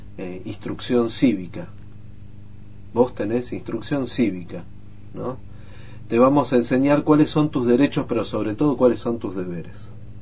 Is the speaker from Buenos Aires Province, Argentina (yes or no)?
yes; José C. Paz, Buenos Aires Province, Argentina; un lugar en donde yo viví toda mi infancia, en José C. Paz, en uno de los lugares más pobres del conurbano bonaerense, está en el oeste